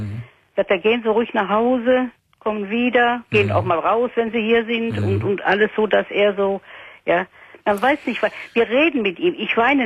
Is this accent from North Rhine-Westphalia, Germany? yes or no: yes; Cologne, North Rhine-Westphalia, Germany; moved away; Ich bin auch eine Kölnerin.